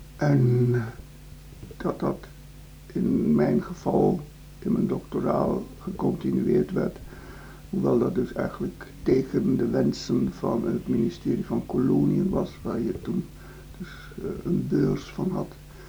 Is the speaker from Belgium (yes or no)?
no; East Java, Indonesia; moved away as an adult; now in Netherlands; Ik ben geboren in Indonesië, heb daar mijn middelbare schoolopleiding gehad, eindexamen HBS in Surabaya gedaan, op de HBS.